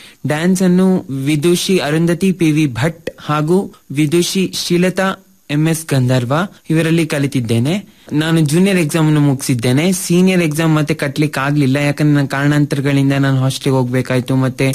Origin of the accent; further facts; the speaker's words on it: Thirthahalli, Karnataka, India; ನಾನು ಮೂಲತಃ ಶಿವಮೊಗ್ಗ ಜಿಲ್ಲೆಯ ತೀರ್ಥಹಳ್ಳಿಯವನು. ನಾನು ಪ್ರೈಮರಿ ಓದಿದ್ದು ಆರಾಧನಾ ಶಾಲೆ ತೀರ್ಥಹಳ್ಳಿಯಲ್ಲಿ, ಒಂದರಿಂದ ಏಳನೇ ಕ್ಲಾಸ್ ತನಕ